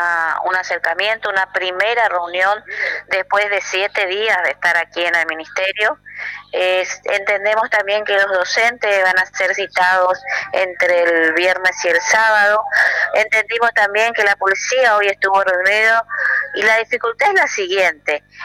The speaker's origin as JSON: {"language": "Spanish", "town": "Oberá", "region": "Misiones", "country": "Argentina", "said": "yo no soy de Posadas, soy de Oberá"}